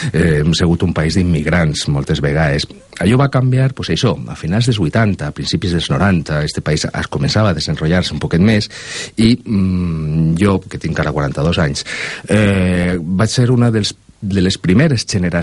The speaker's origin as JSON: {"language": "Catalan", "town": "Valencia", "region": "Valencian Community", "country": "Spain", "also_born_or_lived": "Sweden", "moved": "as an adult", "said": "La València dels anys 90, jo soc del Cabanyal, i cada mes d'octubre la gota freda al Cabanyal s'inundava."}